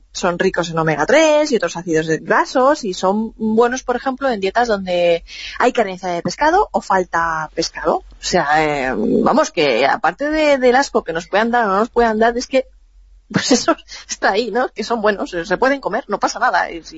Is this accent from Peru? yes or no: no; Levante, Spain; en mi pueblo, en mi zona, en los pueblos del interior, por esta zona de Levante y del sur mediterráneo